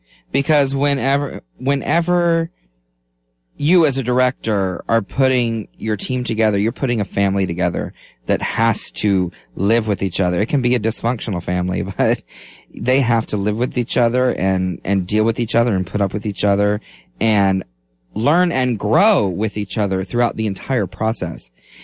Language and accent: English; Florida, United States; Growing up in Lake County, there were four different community theaters to choose from.